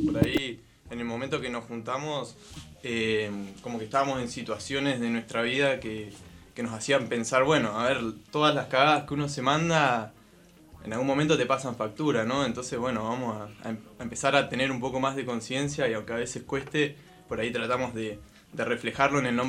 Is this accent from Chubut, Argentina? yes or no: no; Neuquén, Argentina; now in La Plata, Argentina; somos cuatro neuquinos y uno de Bolsón.